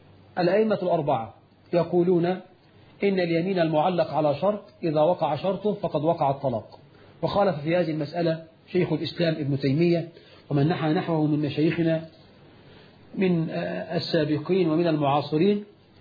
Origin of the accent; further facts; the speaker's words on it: Egypt; رش الميه عندنا في مصر عاده